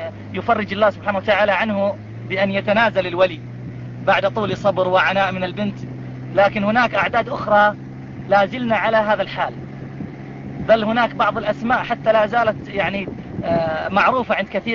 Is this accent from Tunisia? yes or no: no; Iraq; انه عندنا في العراق يعني عدد ليس قليل